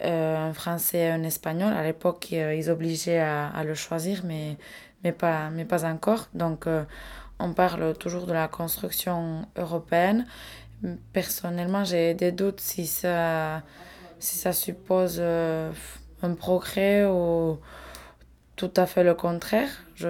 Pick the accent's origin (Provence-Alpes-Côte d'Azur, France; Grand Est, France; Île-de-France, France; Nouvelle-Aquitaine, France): Nouvelle-Aquitaine, France; En tant que basque et indépendantiste, j'essaie toujours d'éliminer cette frontière.